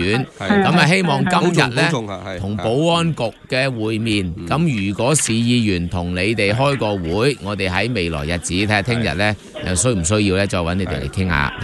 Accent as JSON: {"language": "Chinese", "country": "Hong Kong", "said": "这些被我们香港人看在眼内真的很气愤"}